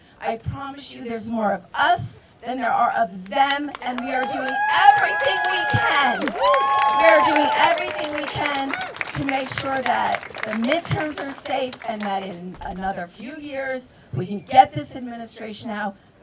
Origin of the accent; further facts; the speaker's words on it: United States; I'm from the United States. I'm on vacation.